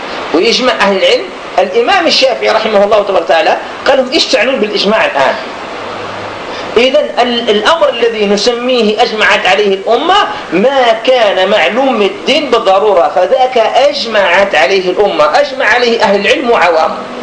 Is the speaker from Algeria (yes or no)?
yes; Algeria; مثلا الآن الخمر عندنا في الجزائر، الآن المجتمع العاصمة الآن الخمر